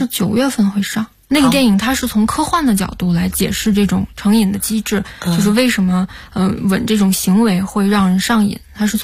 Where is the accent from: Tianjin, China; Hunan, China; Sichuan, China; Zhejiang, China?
Tianjin, China; now in Beijing, China; 就是在租的房子里长大的，因为我是天津人嘛，天津那边住房的环境条件也是一直都不太好，也是一直是20多平米要住三代人，我们小的时候住房条件都不太好，租的房子也很糟糕，然后长大到了北京